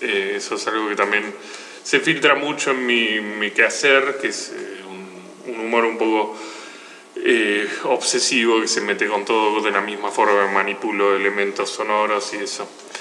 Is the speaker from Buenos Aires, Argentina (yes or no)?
yes; Buenos Aires, Argentina; soy oriundo de CABA, Capital Federal, la provincia de Buenos Aires.